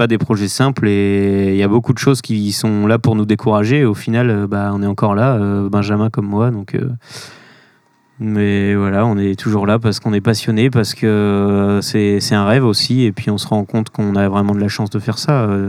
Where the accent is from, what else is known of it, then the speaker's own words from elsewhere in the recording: Pays de la Loire, France; ma famille, j'ai grandi en Vendée, ma famille est en Vendée, j'ai cette maison qui m'appartient et qui est une maison que mon grand-père a construite.